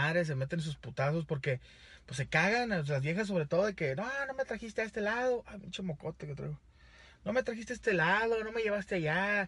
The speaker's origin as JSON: {"language": "Spanish", "town": "Monterrey", "region": "Nuevo León", "country": "Mexico", "said": "yo soy de Monterrey, Nuevo León."}